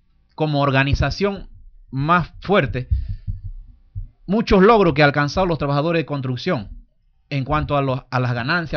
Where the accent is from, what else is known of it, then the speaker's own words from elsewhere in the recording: Panama; es un derecho que tenemos nosotros como panameños, como ciudadanos, de pelear.